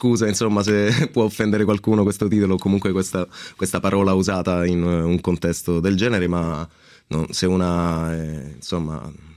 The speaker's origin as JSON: {"language": "Italian", "region": "Sicily", "country": "Italy", "said": "Sì, un po' si sente, dai."}